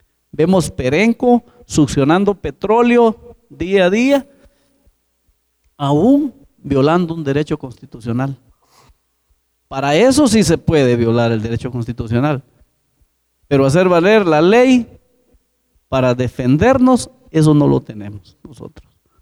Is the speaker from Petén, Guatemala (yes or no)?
yes; San Andrés, Petén, Guatemala; Yo soy comunitario del caserío Santa Amelia, San Andrés, Petén, ubicado en lo que es Laguna del Tigre.